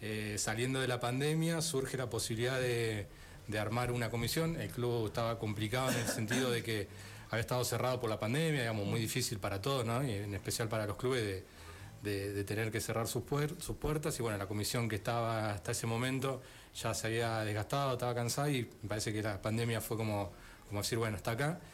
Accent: Merlo, Buenos Aires Province, Argentina; born there; Yo soy nacido en Merlo. Siempre digo que nací a una cuadra y media del club

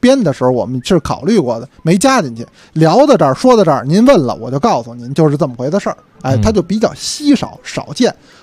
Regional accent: Beijing, China; 咱们北京人呢，有的时候吃辣不行，吃辛没问题。

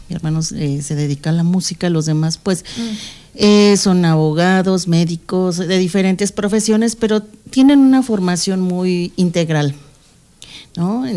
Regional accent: Mexico City, Mexico; born there; antes que nada, soy mexicana. Cuando me dicen, eres de la Ciudad de México, sí, yo nací ahí.

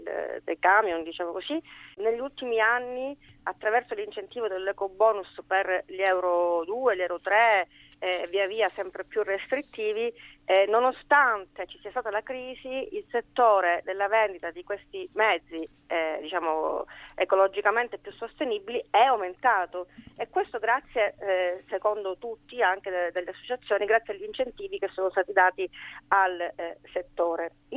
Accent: Sicily, Italy; anche da siciliano ho seguito per le imprese che hanno, insomma, queste difficoltà, e anche nella mia regione

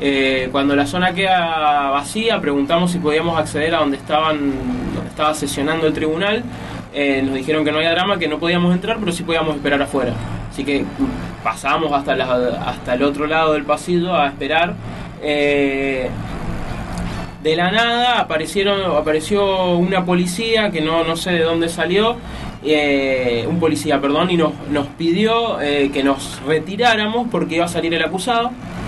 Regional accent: Mendoza, Argentina; tenemos que estar dispuestos como mendocinos a dar ese salto cualitativo

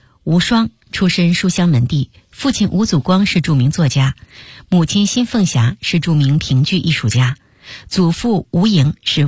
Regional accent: Beijing, China; 那里非常接近我小时候在马家庙胡同的家，我对那里再熟悉不过了。那个院子很大，是标准的北京四合院的结构

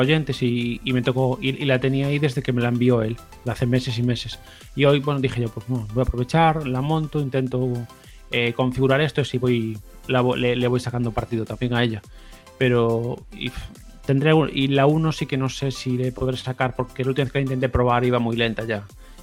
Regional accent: Galicia, Spain; ¿qué voy a decir yo que soy gallego? A ver, realmente el malo de Galicia es la lluvia.

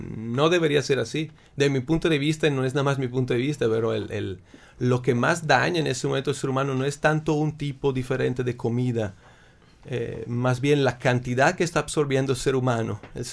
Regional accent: Italy; Spanish is a second language; now in Mexico; Digo, yo también, siendo italiano, aquí escuché en México

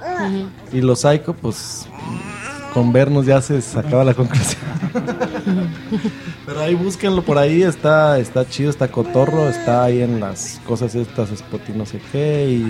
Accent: Guadalajara, Jalisco, Mexico; porque Cancún de Guadalajara, que yo soy de ahí de Guadalajara, pues está lejecito, está a sus 1,000, 2,000 kilómetros, ¿no?

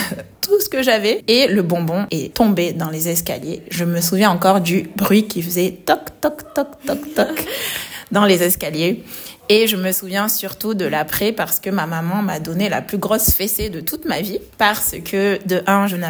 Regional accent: Marseille, Provence-Alpes-Côte d'Azur, France; J'étais à Marseille parce que c'est là où j'ai grandi

